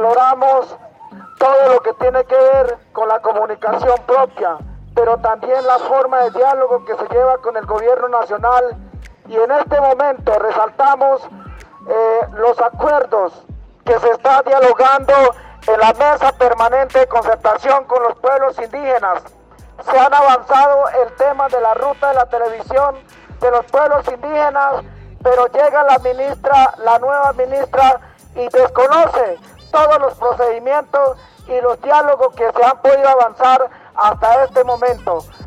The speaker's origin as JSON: {"language": "Spanish", "country": "Colombia", "said": "como colombianos y también como pueblos indígenas"}